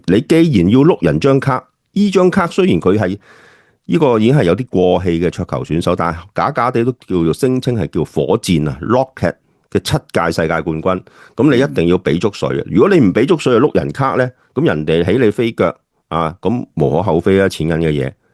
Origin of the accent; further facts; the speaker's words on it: China; 我们中国人成日都说呢